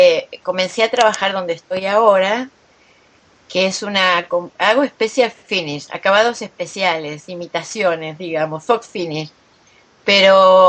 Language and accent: Spanish; Argentina; Bueno, soy argentina